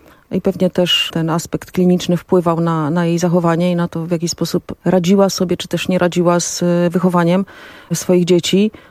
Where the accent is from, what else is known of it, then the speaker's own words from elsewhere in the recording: Puławy, Lublin Voivodeship, Poland; born there; Urodziłam się w Puławach.